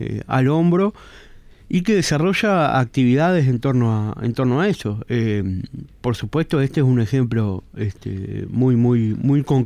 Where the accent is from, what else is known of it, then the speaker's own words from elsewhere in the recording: Uruguay; ser parte de un Estado como el uruguayo, con un gobierno como el uruguayo